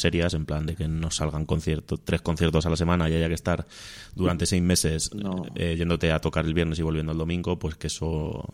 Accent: Esquivias, Castilla-La Mancha, Spain; es compatriota mío de Esquivias, que es mi pueblo de...

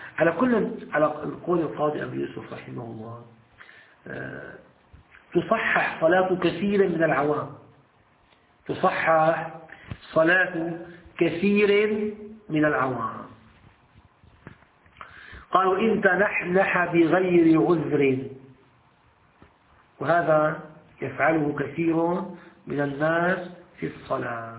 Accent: Syria; احنا بنسميه عندنا في الشام الدشاء

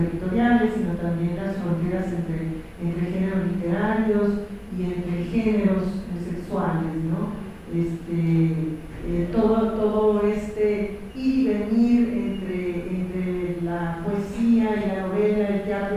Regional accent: Tijuana, Baja California, Mexico; cuando yo viví en Ciudad Natal, que fue mi Ciudad Natal mexicana. De Mexicali como de Tijuana, que fue donde pasé la mayor parte de mi infancia y mi adolescencia

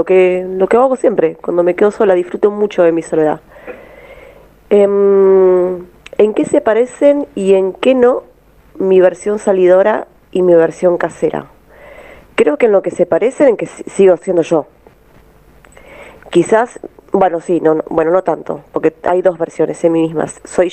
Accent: La Plata, Buenos Aires Province, Argentina; de La Plata.

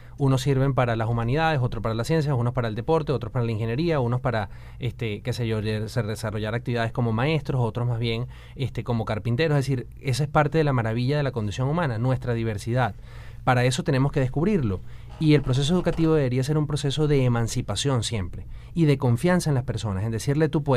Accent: Venezuela; que tanto apostamos como venezolanos a tener un país mejor

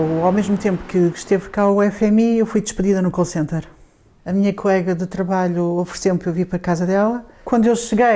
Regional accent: Alvalade, Lisbon, Portugal; born there; Eu nasci em Alvalade, vivi numa casa muito pequenina aos 3 anos porque os meus pais tinham muitas dificuldades.

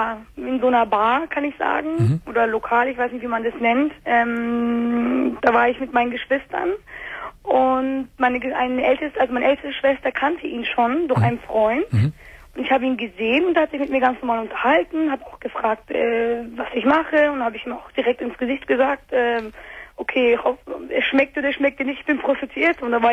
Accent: Turkey; ich bin auch Türkin.

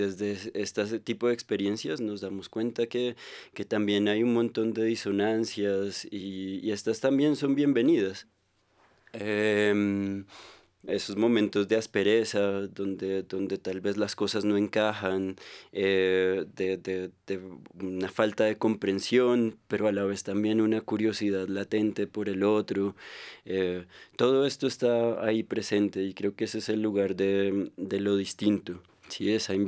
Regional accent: Bogotá, Colombia; y pues estoy yo, que también soy bogotano, pero pues que soy un apasionado por la selva y sí, por el universo indígena.

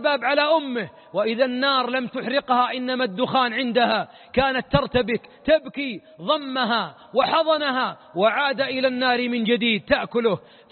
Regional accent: Najd, Saudi Arabia; عندنا في نجد مثل نعرفه جميعا

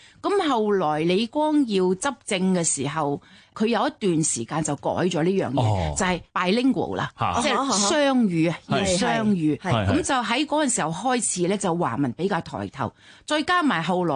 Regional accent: Singapore; 我唔係，我係新加坡人嚟嘅。

